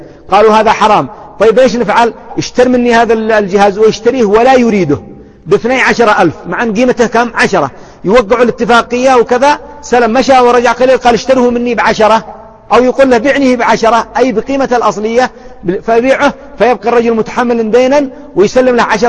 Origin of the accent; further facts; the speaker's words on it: Yemen; نحن اليمنيون نقول يصربونه، وهي لغة صحيحة